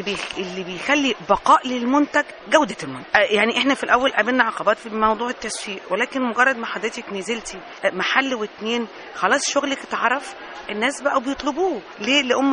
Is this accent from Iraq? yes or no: no; Egypt; انما كحرفيين احنا عندنا في مصر حرفيين ما لهمش حل.